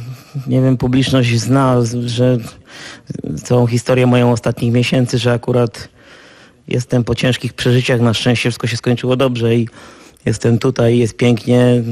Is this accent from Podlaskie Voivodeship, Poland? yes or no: no; Częstochowa, Silesian Voivodeship, Poland; now in Warsaw, Poland; z tego samego miasta, co ja, z Częstochowy, ale nie poznaliśmy się nigdy w Częstochowie.